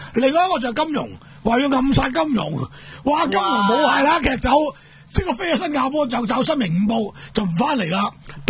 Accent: Hong Kong; 我哋香港人

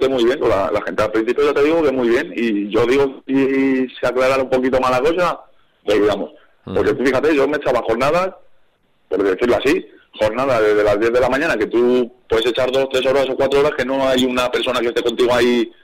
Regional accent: Albacete, Castilla-La Mancha, Spain; moved away; Porque nosotros venimos de Albacete.

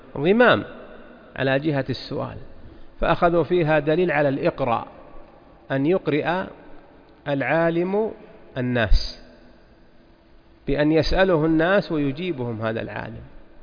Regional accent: Najd, Saudi Arabia; هي الطريقة المشتهرة عندنا في نجد من قديم

